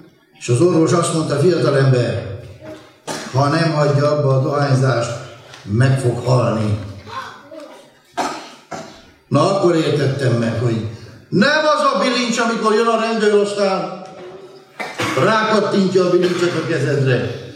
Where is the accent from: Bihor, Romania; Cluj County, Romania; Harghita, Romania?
Bihor, Romania; Săcueni; Ahogy felnőttem Székelyhídon, ahonnan származom